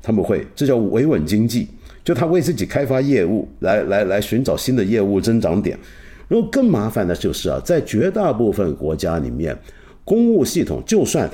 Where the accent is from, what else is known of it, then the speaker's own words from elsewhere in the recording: China; 就是我们中国人现在都还骂这个体制怎么浪费钱呢